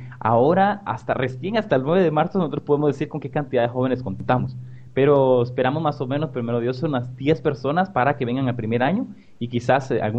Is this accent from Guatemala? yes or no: yes; Guatemala; soy de Guatemala